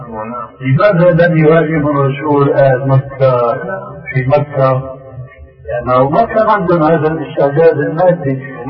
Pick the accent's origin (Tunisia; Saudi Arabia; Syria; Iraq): Syria; يقولوا عندنا في سوريا عين ما بتقاوم ما اختلت